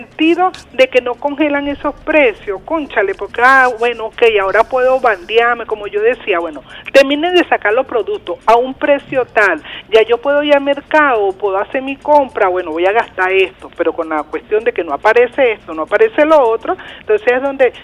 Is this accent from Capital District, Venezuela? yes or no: yes; Caracas, Capital District, Venezuela; Yo también soy de aquí, de Catia.